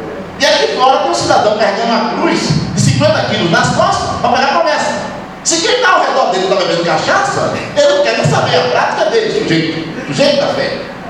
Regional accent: Bahia, Brazil; estou falando de Salvador, e seu entorno imediato, né, como baiano

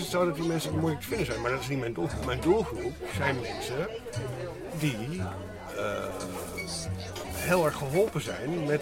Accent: Amsterdam, North Holland, Netherlands; born there; mijn geboortegrond is begraven onder Amsterdam Zuidoosten.

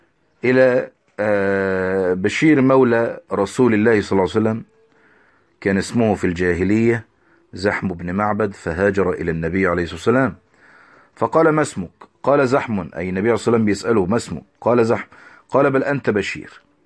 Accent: Egypt; كالمقابر اللي عندنا في مصر المحروسة مثلا

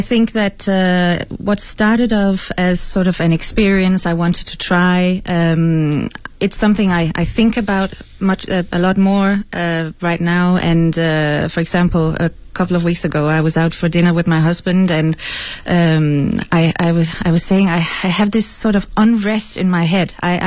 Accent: Denmark; first language Danish; English is a second language; because I'm not an English native speaker, as you can probably hear, I also I wanted to try and write something in Danish, my mother tongue

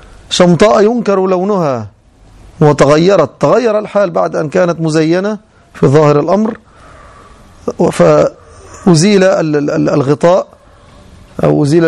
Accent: Egypt; كما يظن بعض العامة خاصة عندنا في مصر

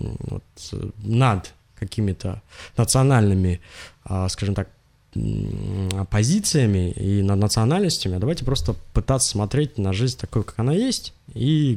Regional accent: Russia; born there; мне не нужно, я родился в России, у меня это, скажем так, в моих венах, да.

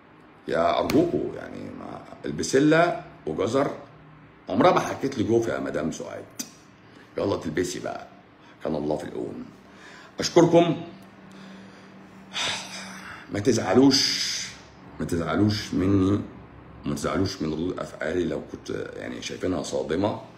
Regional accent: Egypt; طول ما احنا مصريين،

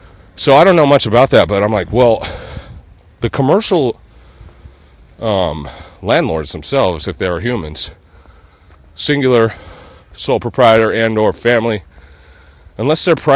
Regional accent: California, United States; I'm a Californian, true and true. I'm just a hometown fool.

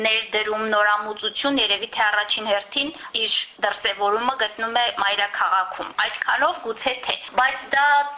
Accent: Yerevan, Armenia; ես իհարկե որպես երևանցի իմ կոչումը կրում եմ հպարտությամբ, ես տեր եմ իմ քաղաքին

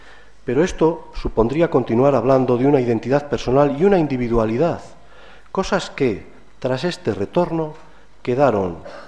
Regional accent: Seville, Andalusia, Spain; born there; que nací en Sevilla en el 58

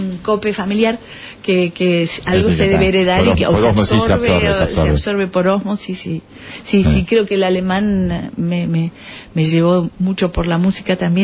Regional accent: Argentina; Yo soy argentina, pero sangre italiana, ¿no? Porque mis cuatro abuelos

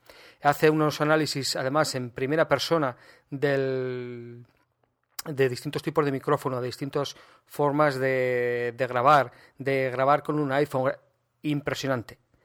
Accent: Aragon, Spain; Estamos a día 23 de abril, patrón de Aragón, mi tierra

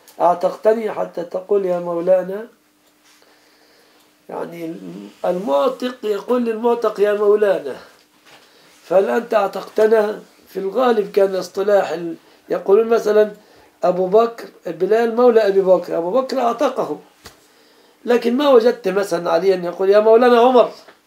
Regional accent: Egypt; فانتشرت الآن في بلادنا مصر

